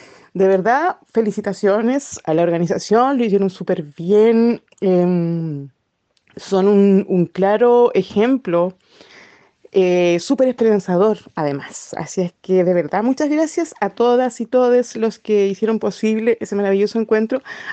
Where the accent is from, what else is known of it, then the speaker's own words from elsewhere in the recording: Chile; soy chilena, vivo en Ainil Mapu, que bueno, en español es la tierra de Valdivia, en el sur.